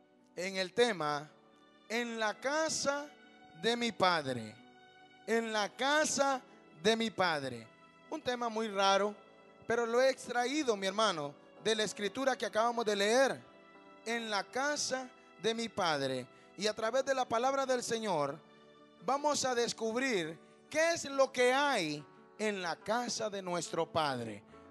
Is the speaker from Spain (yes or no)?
no; Honduras; Yo soy de Honduras